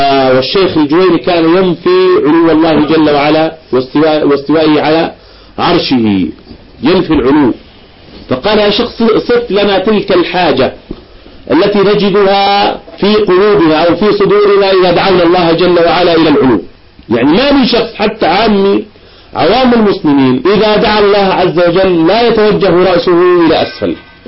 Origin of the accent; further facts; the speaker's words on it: Irbid, Irbid Governorate, Jordan; عندنا في إربد